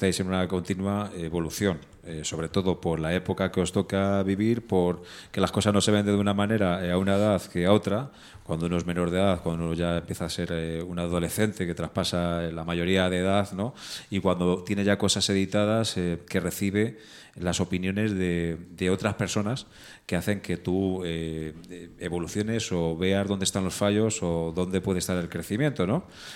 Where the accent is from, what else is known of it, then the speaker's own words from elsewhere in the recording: Madrid, Community of Madrid, Spain; Soy de aquí, de Madrid.